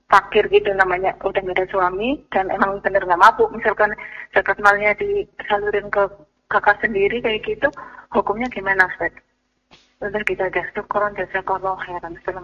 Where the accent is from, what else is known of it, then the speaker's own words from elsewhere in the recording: Banjar, Indonesia; now in Bekasi, Indonesia; misalnya saya di Bekasi nih, saya di Bekasi zakat malnya, tapi di kampung saya itu ada di daerah Banjar gitu